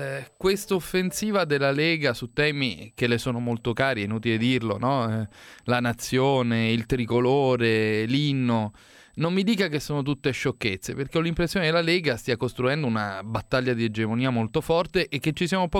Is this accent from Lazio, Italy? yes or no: yes; Lazio, Italy; accent: Roman; mi chiamano addirittura … per il mio accento romanofono